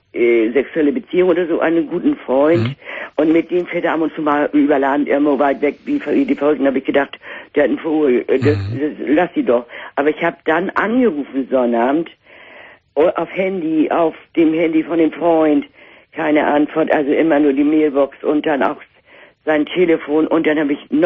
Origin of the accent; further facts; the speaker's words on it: Northern Germany, Germany; accent: North German; Und wir wissen an meinem Dialekt, dass wir aus Norddeutschland irgendwo kommen, nicht? Eine Großstadt.